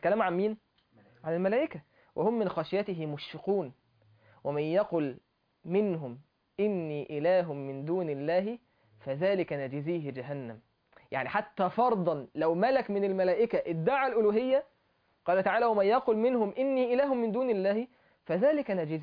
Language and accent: Arabic; Egypt; فانا عايز اوصل له ان انت صيني وانا مصري